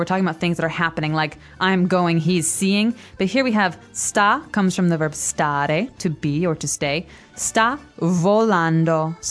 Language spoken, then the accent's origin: English; Chicago, Illinois, United States; But I have to tell you, I'm from Chicago, which is in the Midwest. It's the middle part of America.